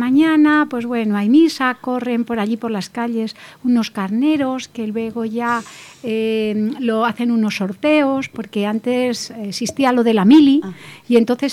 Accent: San Juan de la Nava, Castile and León, Spain; yo puedo comentar un poquito los carnavales de mi pueblo, que yo soy de un pueblo de San Juan de la Nava, Ávila

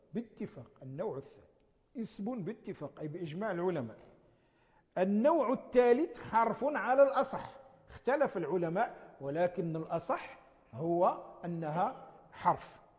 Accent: Morocco; نسميها نحن في عرفنا عندنا في المغرب نسميها لا ناهية

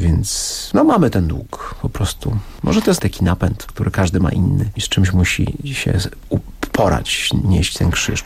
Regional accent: Oświęcim, Lesser Poland, Poland; urodziłem się w Oświęcimiu, moja mama, moja siostra z rodziną mieszka w Brzezińce, w domu, z którego widać obóz. Byłem wściekły jako dziecko, że mieszkam w takim miejscu

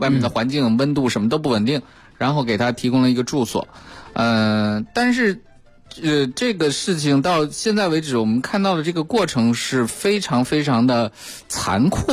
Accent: China; 蜜环菌我们中国人真正的多接触的地方是在哪儿呢

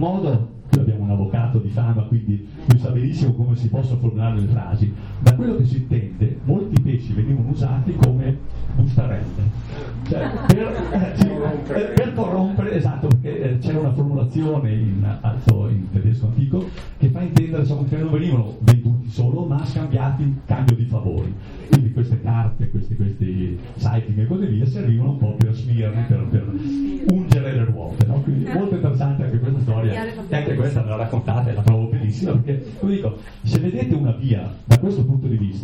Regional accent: Lasa, Trentino-Alto Adige, Italy; born there; io tra l'altro sono nato per caso a Lasa

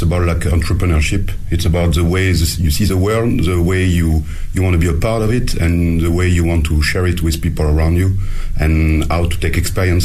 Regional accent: France; now in Beijing, China; I'm French and I run Paddy O'Shea's, an Irish pub in Beijing

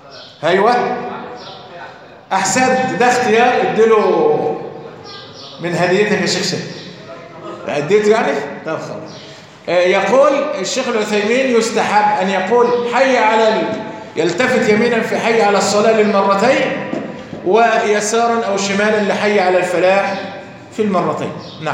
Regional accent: Egypt; طيب لو نظرنا عندنا في مصر نكون الأولى

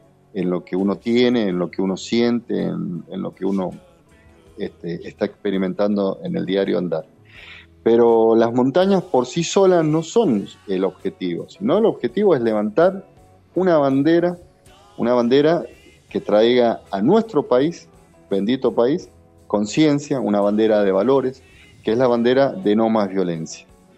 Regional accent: Argentina; la forma que nosotros podemos caminar como argentinos para traer un mañana mejor.

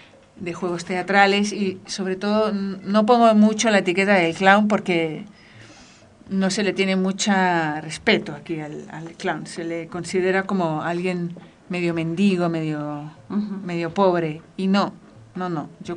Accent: Barcelona, Catalonia, Spain; moved away; also born or lived in Paris, France; Vengo de Barcelona, estuve viviendo unos años en París

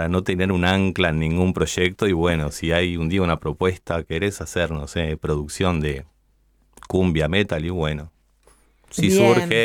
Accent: Ciudad de la Costa, Canelones, Uruguay; Yo soy de Sangrilá, de Ciudad de la Costa

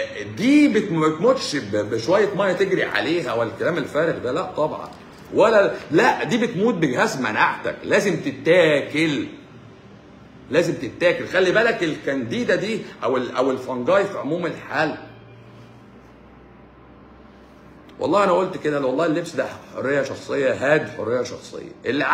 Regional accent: Egypt; طالما حمى الدنك مصرية فأنا مصري. نعم أنا مصري.

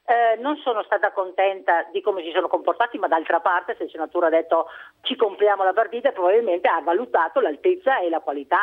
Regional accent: Veneto, Italy; Io sono veneta e vorrei anche parlare il dialetto veneto

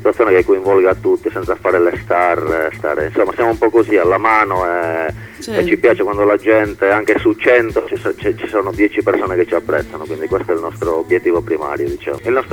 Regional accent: Sardinia, Italy; noi facciamo ska rock e siamo della Sardegna.

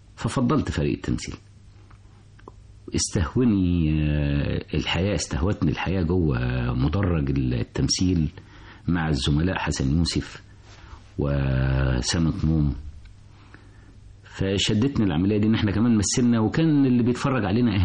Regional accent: Cairo, Cairo Governorate, Egypt; أنا من حي اسمه السكر والليمون، منطقة فم الخليج القريبة من الروضة

